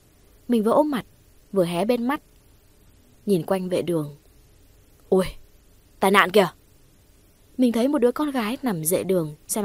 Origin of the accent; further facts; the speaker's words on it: Kim Bảng, Hà Nam, Vietnam; Quê mình thì có thể là các bạn biết rồi đấy, sông núi khá nhiều, đặc biệt là bên Kim Bảng có chùa Ông bên cạnh chùa Bà Đang.